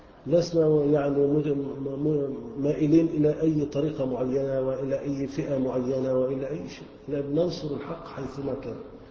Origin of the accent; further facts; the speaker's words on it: Egypt; احنا كلنا مصريين وكلنا مسلمين،